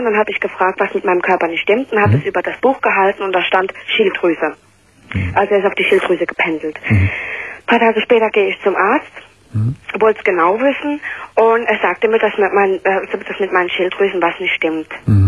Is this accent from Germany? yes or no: no; Belgium; born there; ich bin ja in Belgien geboren